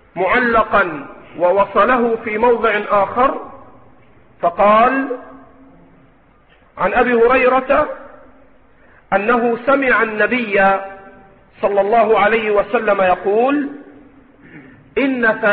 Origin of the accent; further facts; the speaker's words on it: Egypt; عندنا في مصر ألفاظ، يعني مثلا تقول أنت ربنا بركتنا وانت